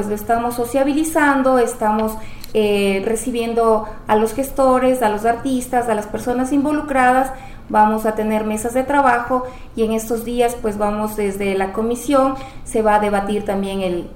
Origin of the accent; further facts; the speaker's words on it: Ecuador; nosotros como ecuatorianos no sabemos nuestra identidad